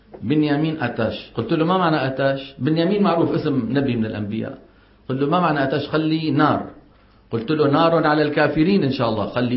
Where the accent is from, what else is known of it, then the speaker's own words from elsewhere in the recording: Saudi Arabia; هذه مصيبة كمان ما انتشرها، هي عندنا بالسعودية مليانة